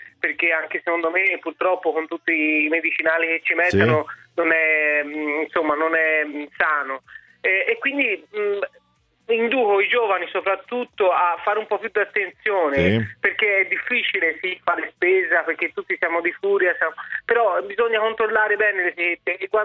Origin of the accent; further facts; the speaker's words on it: Florence, Tuscany, Italy; Io vengo da Firenze